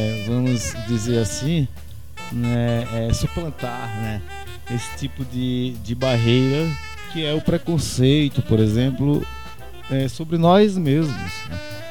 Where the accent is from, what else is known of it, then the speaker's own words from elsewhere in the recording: Arcoverde, Pernambuco, Brazil; aí eu sou um professor de história e eu vim de Arco Verde.